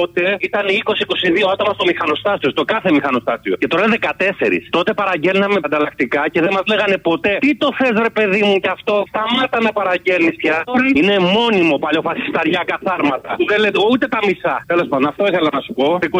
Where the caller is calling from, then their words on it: Patras, Western Greece, Greece; από Πάτρα.